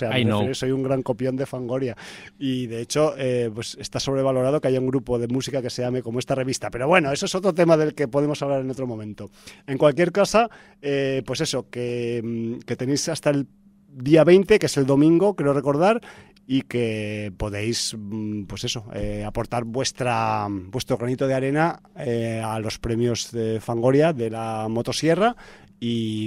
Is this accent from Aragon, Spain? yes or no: yes; Zaragoza, Aragon, Spain; es porque soy de Zaragoza